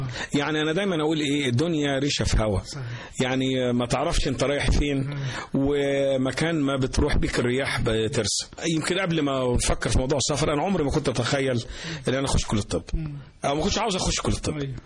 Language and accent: Arabic; Mansoura, Dakahlia, Egypt; also born or lived in Cairo; بعد كده معظم حياتي كانت في المنصورة، اتنقلنا وانا سني صغير لمدينة المنصورة، ودخلت مدارس المنصورة، مدرسة الإمام محمد عبده، ومدرسة ابن الأمان، ومدرسة المنصورة الثانوية العسكرية، وبعد كده كلية الطب.